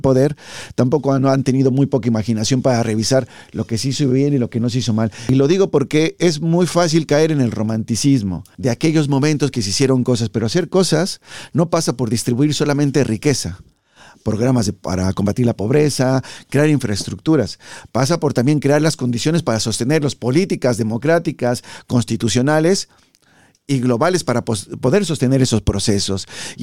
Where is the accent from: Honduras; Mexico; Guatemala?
Mexico; Y los mexicanos no somos, ni las mexicanas, borregos, ni ningún latinoamericano.